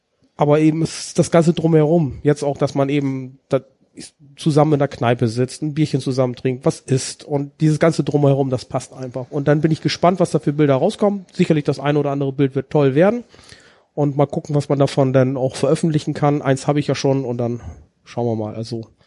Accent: Rhineland, Germany; Zur Hälfte komme ich aus dem Rheinland.

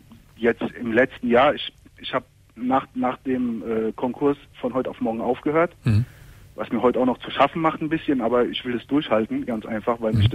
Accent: Turkey; ich bin Türke, wie du ja hörst, ja. Und Sohn von klassischen Gastarbeitern.

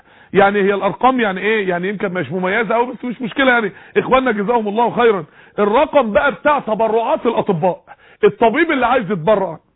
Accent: Mansoura, Dakahlia, Egypt; من خلال عندنا في المنصورة بفضل الله مسجد عباد الرحمن والقافلة بتاعته

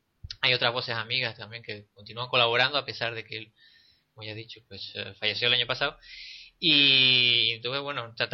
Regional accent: Santa Cruz de Tenerife, Canary Islands, Spain; aquí soy la cuota chicharrera en el programa, allí la cuota canaria en este espacio un poco

